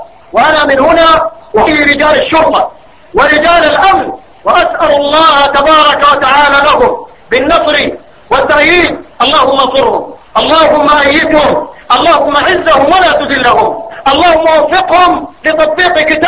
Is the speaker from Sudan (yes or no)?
yes; Sudan; معظم القانون عندنا في بلدنا السودان